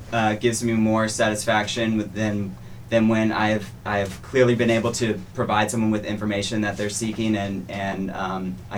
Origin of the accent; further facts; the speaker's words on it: Mississippi, United States; also born or lived in Louisiana / Virginia; now in Blacksburg, United States; So I'm from Mississippi. Went to Louisiana State University, which I'm very proud of, for my undergraduate schooling, and ended up in Virginia for grad school.